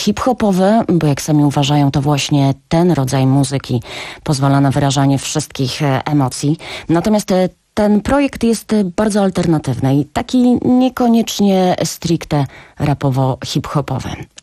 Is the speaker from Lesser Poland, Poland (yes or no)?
no; Poznań, Greater Poland Voivodeship, Poland; a ja jestem z Poznania i jakoś tak mi bliżej do Lecha